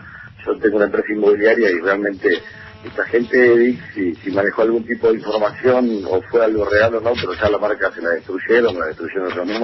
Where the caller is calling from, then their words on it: Mercedes, Buenos Aires Province, Argentina; de Mercedes.